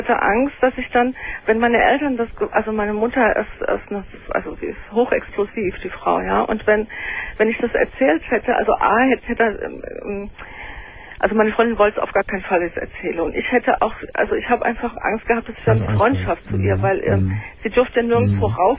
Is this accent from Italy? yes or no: yes; Italy; Wir sind Italiener, ne?